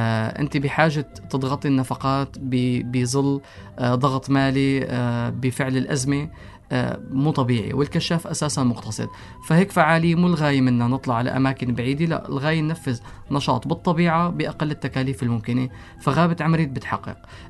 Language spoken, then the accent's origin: Arabic; Syria; إلنا كسوريين كعرب ككشافين كإنسان